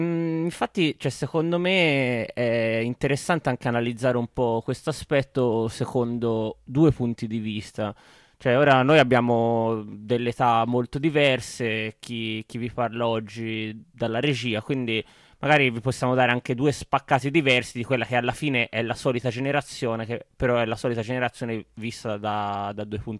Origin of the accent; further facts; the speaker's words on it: Prato, Tuscany, Italy; per dire sono cresciuto a Prato